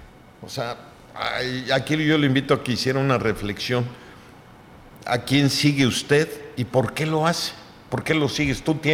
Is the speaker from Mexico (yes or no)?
yes; Mexico; Acuérdese que todos somos mexicanos